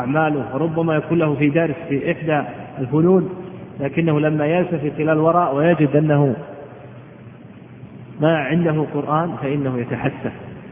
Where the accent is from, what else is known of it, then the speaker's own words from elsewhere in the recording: Al-Qassim, Saudi Arabia; قد عرف عندنا في القصيم السعودية